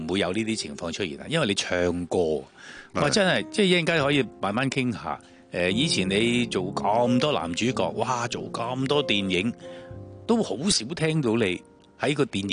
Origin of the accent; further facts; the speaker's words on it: Hong Kong; 我哋香港人好尊重你。